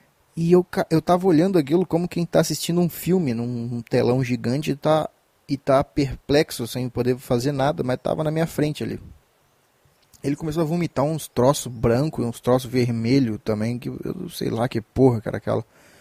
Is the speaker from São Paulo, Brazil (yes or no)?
no; Minas Gerais, Brazil; eu sou de Minas Gerais